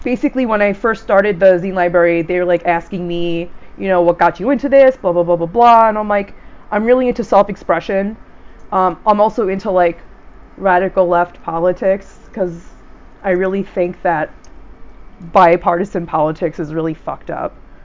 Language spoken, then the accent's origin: English; New York City, New York, United States; Well, it's interesting, because I'm from New York City, and I've been really interested in, like, punk and, like, self-publishing at a very young age